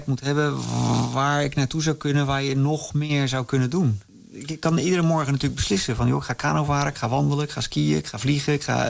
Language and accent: Dutch; Netherlands; Ik ben een Nederlander, dus als ik hier ben, vind ik dat ook leuk om heel veel dingen te zien.